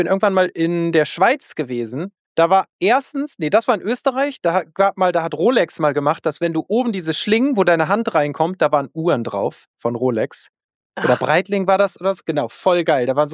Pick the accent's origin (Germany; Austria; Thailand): Germany; Northern Germany; Aber ich glaube, es ist als Norddeutscher einfach, wir sind da zu steif.